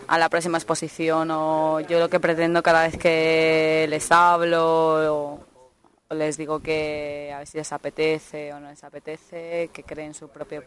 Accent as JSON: {"language": "Spanish", "town": "León", "region": "Castile and León", "country": "Spain", "said": "Y en cuanto yo soy de León"}